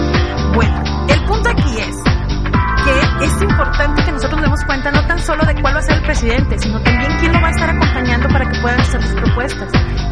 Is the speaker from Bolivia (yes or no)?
no; Mexico; nos falta como mexicanos, como cultura, como sociedad, esa parte